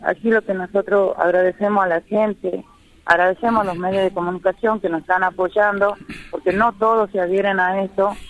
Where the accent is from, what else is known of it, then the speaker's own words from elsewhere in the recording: Cangrejillo, Jujuy, Argentina; yo vengo del departamento de Yavi, del pueblo Colla, estoy exactamente en la localidad de Cangrejillo.